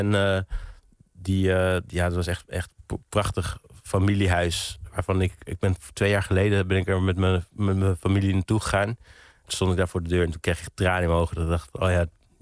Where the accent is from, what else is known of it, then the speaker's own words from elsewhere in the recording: England, United Kingdom; Ik ben opgegroeid in Engeland, of in ieder geval geboren in Engeland.